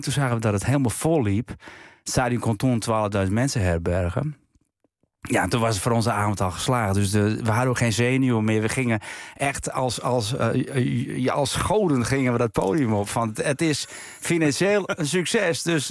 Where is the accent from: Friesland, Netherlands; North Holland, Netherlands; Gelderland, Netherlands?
Friesland, Netherlands; Wat er ook achter zat, is natuurlijk dat we uit Friesland kwamen.